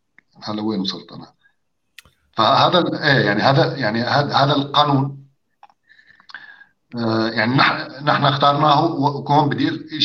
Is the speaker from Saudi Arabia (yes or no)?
no; Syria; لانه مثلا انا بحكي كسوري مثلا، نحن ما عندنا هالتدخل الشديد للفقه